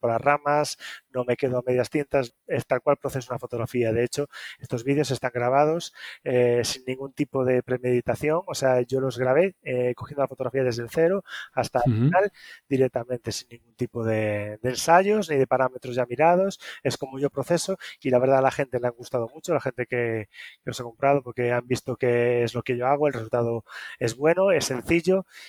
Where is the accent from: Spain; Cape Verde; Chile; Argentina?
Spain; Galicia; y ahora otro en Galicia, que es de donde soy yo.